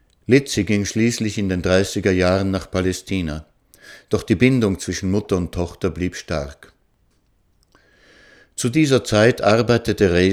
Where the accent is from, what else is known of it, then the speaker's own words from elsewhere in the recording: Israel; Ich bin in Israel aufgewachsen, wo nur wenige meiner Generation Großeltern hatten.